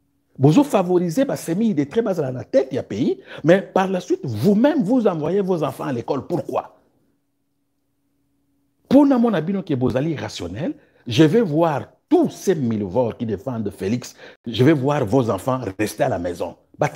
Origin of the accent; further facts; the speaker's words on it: DR Congo; moi je suis congolais muyaka au niveau national je suis congolais au niveau sectoriel je suis muyaka